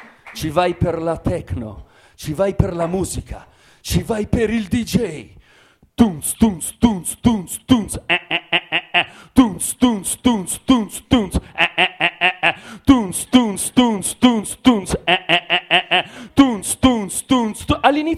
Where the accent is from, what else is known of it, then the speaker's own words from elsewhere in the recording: Milan, Lombardy, Italy; soprattutto siamo di Milano e Milano ha un record perché è la terza città in Europa per consumo di cocaina